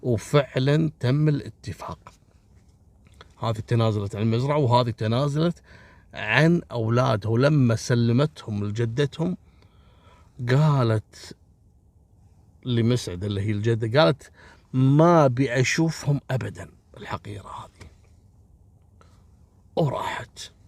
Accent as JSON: {"language": "Arabic", "country": "Kuwait", "said": "أصلا عندنا في الكويت هنا ما تشوفون موضوع سحب الجناسي والمزورين"}